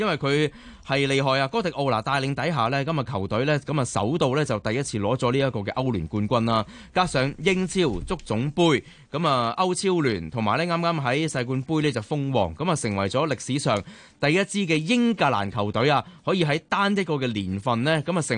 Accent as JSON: {"language": "Cantonese", "region": "Guangdong", "country": "China", "said": "即係又係用一句我哋廣東人成日講咩單天保至尊。"}